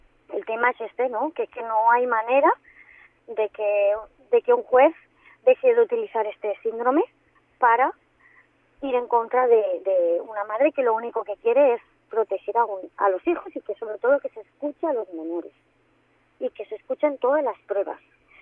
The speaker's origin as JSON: {"language": "Spanish", "town": "Barcelona", "region": "Catalonia", "country": "Spain", "said": "yo soy de Barcelona, me derivan a un hospital en Barcelona"}